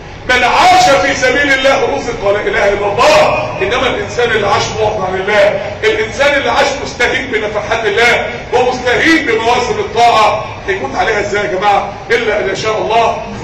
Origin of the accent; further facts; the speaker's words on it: Mansoura, Dakahlia, Egypt; عندنا في المنصورة من اسبوعين شباب، يعني شباب صغير